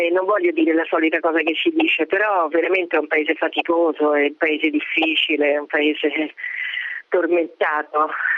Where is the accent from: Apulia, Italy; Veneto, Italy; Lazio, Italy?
Lazio, Italy; Rome; now in Zagreb, Croatia